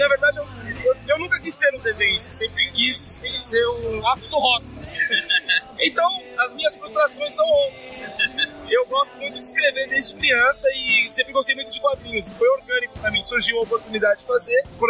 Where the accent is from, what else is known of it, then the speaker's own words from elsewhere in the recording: São Paulo, Brazil; Eu sou lá da Zona Leste, sou maloqueiro da quebrada e é diferente, diferente.